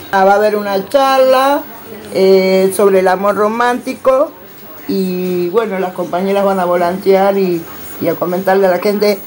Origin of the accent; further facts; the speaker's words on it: Argentina; soy de Argentina.